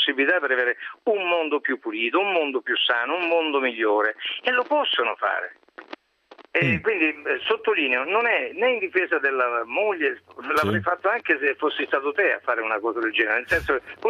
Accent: Apulia, Italy; da pugliese, da uomo che ama da sempre la natura

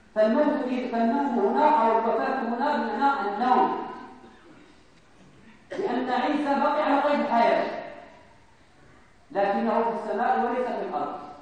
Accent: Morocco; بزاف آخرين إحنا مغاربة

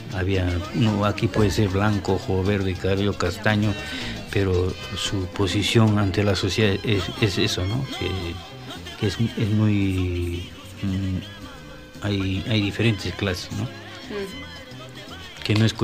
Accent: Juliaca, Puno, Peru; Y la primera guitarra es de mi tierra, de Juliaca.

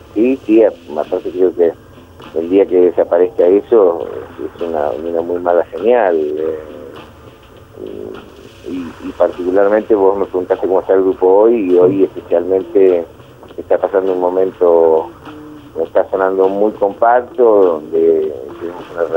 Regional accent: La Plata, Buenos Aires Province, Argentina; nosotros somos platenses, para nosotros es algo especial, de hecho yo ahora estoy en Villa Elisa, que siempre mantenemos algún lugar acá cerca de La Plata donde pasamos los fines de semana

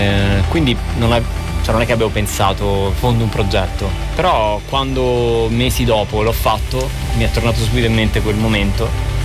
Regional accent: Avezzano, Abruzzo, Italy; Io vengo dall'Abruzzo, da una città che si chiama Avezzano.

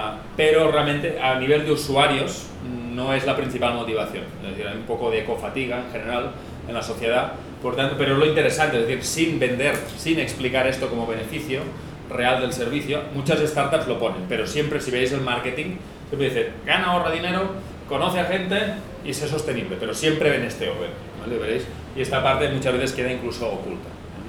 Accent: Catalonia, Spain; en el caso de España, pues ya digo, Cataluña, que es de donde yo vengo

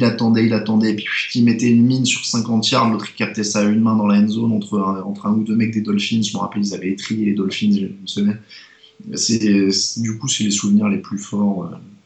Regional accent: France; t'as un accent, tu viens d'où? Ah, de France.

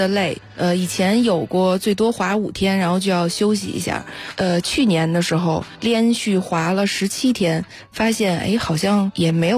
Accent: Beijing, China; 我是北京人。

